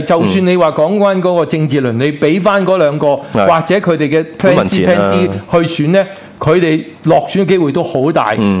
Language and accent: Cantonese; Hong Kong; 即是我们用回我们香港人石身之下可以做的事